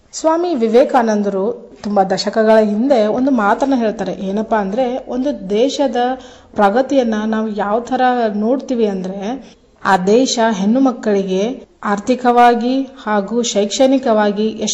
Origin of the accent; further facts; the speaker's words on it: Karnataka, India; ನಾವು ಉತ್ತರ ಕರ್ನಾಟಕದವರು ಸಿರಿಧಾನ್ಯ ಅಂತಂದ್ರೆ ಜೋಳ ಅನ್ನೋದನ್ನ ತಿಳ್ಕೊಂಡಿದ್ದೀವಿ.